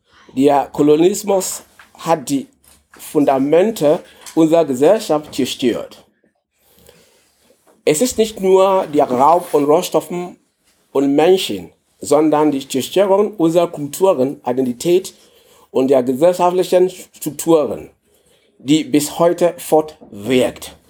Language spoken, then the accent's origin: German; Ghana; German is a second language; moved away as an adult; now in Germany; Ich komme aus Ghana. Ich bin seit 2008 in Deutschland gekommen.